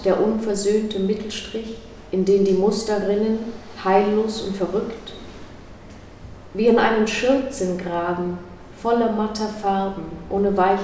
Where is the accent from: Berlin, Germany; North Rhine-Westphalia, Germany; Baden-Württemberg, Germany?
Berlin, Germany; East Berlin; Ich bin also aus Ost-Berlin und bin auch mit Matryoshkas aufgewachsen.